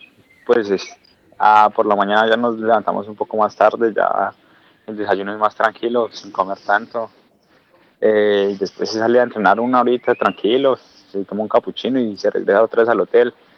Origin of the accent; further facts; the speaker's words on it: Soacha, Cundinamarca, Colombia; also born or lived in Bogotá; yo nací en Bogotá, en el hospital de Osa, pero me crié en Soacha.